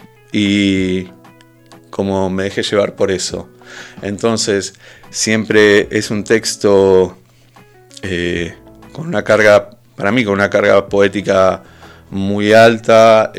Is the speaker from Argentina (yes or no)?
yes; Benito Juárez, Buenos Aires Province, Argentina; now in La Plata, Argentina; Yo no soy de La Plata, soy de Benito Juárez. Me vine a vivir en el 2001, plena crisis, y siempre viví en el Giro.